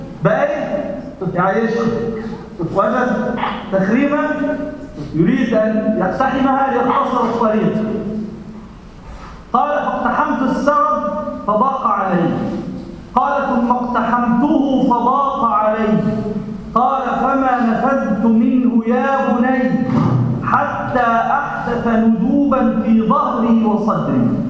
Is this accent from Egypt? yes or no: yes; Egypt; يعني بنسميه عندنا في مصر أدنى